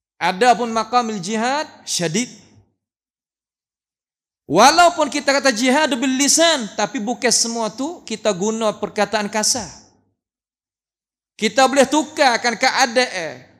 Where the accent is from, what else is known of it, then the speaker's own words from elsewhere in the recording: Thailand; Jabatan Mufti yang sudi jemputkan saya daripada Thailand